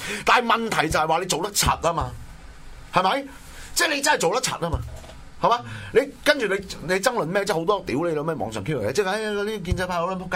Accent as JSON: {"language": "Cantonese", "country": "Hong Kong", "said": "全部系嚟自我哋香港人嘅钱嚟噶嘛？"}